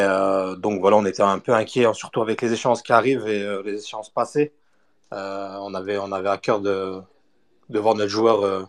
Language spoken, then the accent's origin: French; Lille, Hauts-de-France, France; Je suis lillois. Et je suis algérien